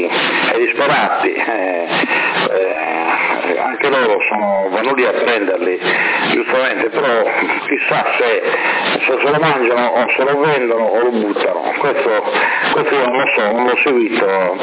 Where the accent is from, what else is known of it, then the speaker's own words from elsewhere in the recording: Sardinia, Italy; io non sono italiano, io non mi reputo un italiano, io sono nato in questa terra, mi reputo sardo, ma non italiano.